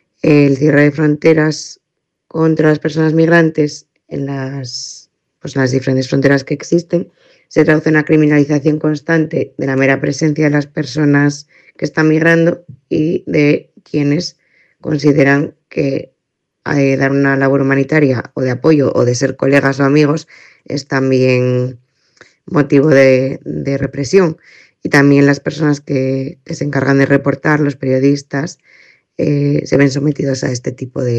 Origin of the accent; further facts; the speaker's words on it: Spain; Como persona española que lleva muchos años viajando en muchos países